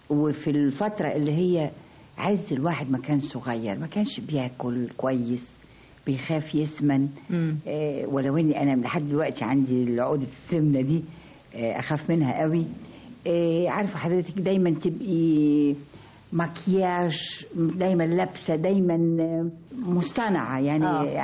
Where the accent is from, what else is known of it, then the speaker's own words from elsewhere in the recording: Egypt; ادبنا كشرقيين كمصريين